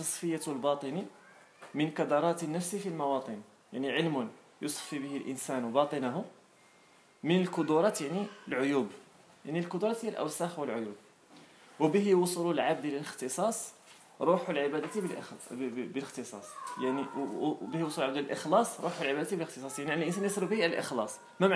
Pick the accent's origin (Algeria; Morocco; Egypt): Morocco; فإذا الآن مثلا إحنا عندنا في المغرب كيجي إنسان أجنبي كتلقى الإنسان كيعطيه الوقت وكيفرح به وكيسأل